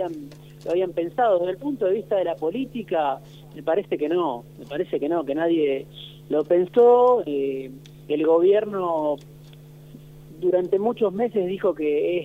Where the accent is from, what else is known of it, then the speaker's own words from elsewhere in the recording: Argentina; obviamente como tantos argentinos y argentinas trabajando quizá demasiado para tener un sueldo